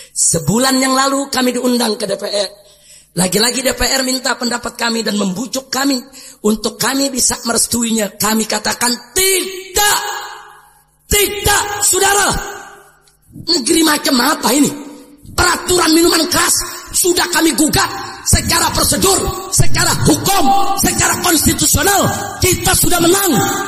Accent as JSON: {"language": "Indonesian", "region": "Jakarta", "country": "Indonesia", "said": "Ya, kita orang Betawi digituin."}